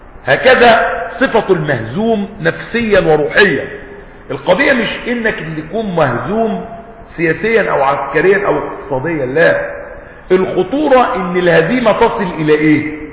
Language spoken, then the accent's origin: Arabic; Egypt; مش بيقولوا كده عندنا في مصر محدث نعمة؟